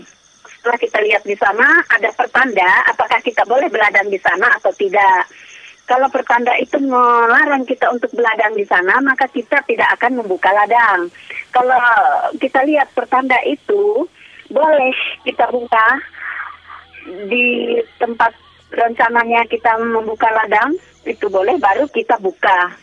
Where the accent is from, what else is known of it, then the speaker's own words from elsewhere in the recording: Central Kalimantan, Indonesia; dari Provinsi Kalimantan Tengah, Kabupaten Barito Timur. Saya juga sebagai petani, peladang, peladang ilir balik. Kami orang Dayak